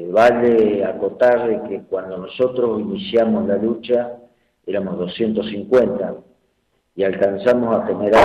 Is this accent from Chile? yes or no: yes; Chile; inclusive países hermanos, como somos los chilenos